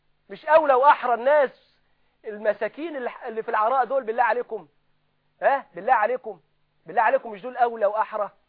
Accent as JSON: {"language": "Arabic", "country": "Egypt", "said": "احنا كمصريين، احنا شوف شقى عمره بيروح دم عينيه كده، يعني احنا المصريين فين النخوه"}